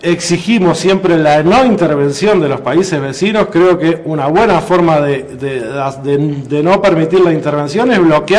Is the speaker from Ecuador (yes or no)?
no; Uruguay; a mí como uruguayo no me interesa ser el presidente de América